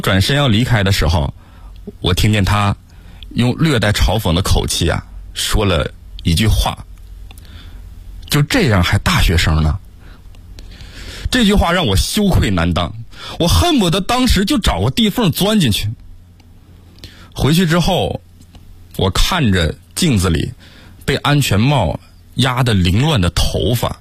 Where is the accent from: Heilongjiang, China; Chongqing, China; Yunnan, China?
Heilongjiang, China; Harbin; moved away as an adult; now in Beijing, China; 在我大学毕业那年，我从我的家乡哈尔滨穿越1200公里来到了北京